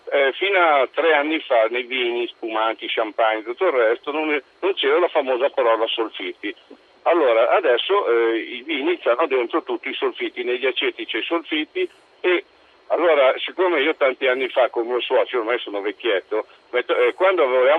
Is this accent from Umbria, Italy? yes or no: yes; Migiana, Umbria, Italy; sono da Migiana